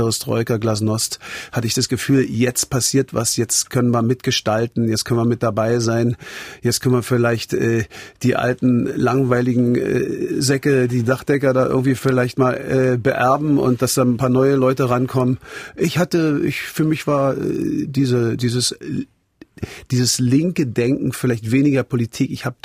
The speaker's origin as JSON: {"language": "German", "town": "East Berlin", "region": "Berlin", "country": "Germany", "tie": "born there", "said": "Für mich war sie Kulisse natürlich, weil ich hier reingeboren wurde."}